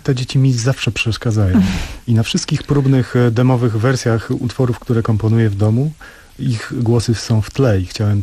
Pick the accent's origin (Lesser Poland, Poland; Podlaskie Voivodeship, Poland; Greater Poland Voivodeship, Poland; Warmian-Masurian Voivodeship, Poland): Podlaskie Voivodeship, Poland; Sejny; Ja urodziłem się i wychowałem nad rzeką Marychą. To jest rzeka przepływająca przez Sejny.